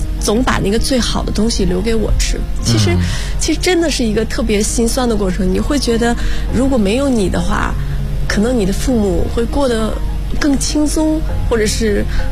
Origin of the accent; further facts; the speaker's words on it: Northeast China, China; 我是东北人，种地种水稻